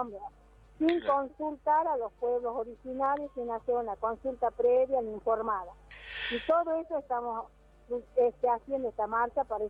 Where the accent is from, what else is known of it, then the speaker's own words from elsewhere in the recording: Jujuy, Argentina; soy de la Laguna de Pozuelo, de la comunidad de Rodeo.